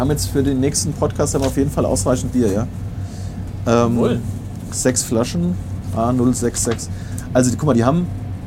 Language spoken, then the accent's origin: German; Limburg, Hesse, Germany; da war der Laden, wo ich in meiner Heimatstadt Limburg gearbeitet habe